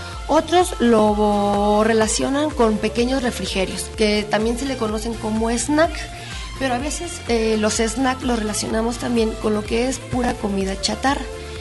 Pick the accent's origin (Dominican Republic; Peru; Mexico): Mexico; Porque como mexicanos, pues es un rasgo gastronómico que no puede faltar en nuestra mesa.